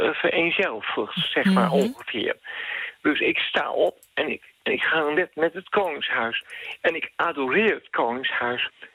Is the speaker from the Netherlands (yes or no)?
yes; Soest, Utrecht, Netherlands; Bijvoorbeeld, ik kom uit Soest.